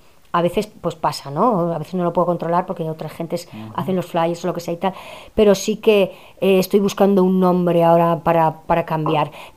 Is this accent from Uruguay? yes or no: no; Basque Country, Spain; encima yo, que vengo de Euskal Herria, con todo este tema del terrorismo y tal